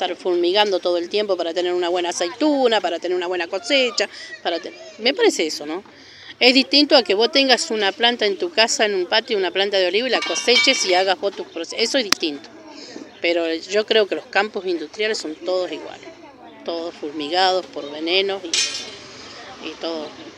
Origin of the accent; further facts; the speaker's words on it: Mendoza, Argentina; lo aprendí de muy chica, porque me crié entre chacras, porque soy mendocina. Me crié entre chacras